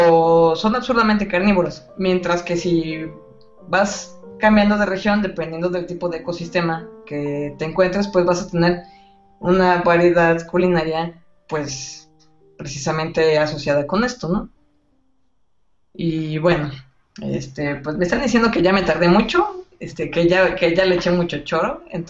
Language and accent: Spanish; Guadalajara, Jalisco, Mexico; Yo soy de Guadalajara, pero yo viví como medio año en Monterrey.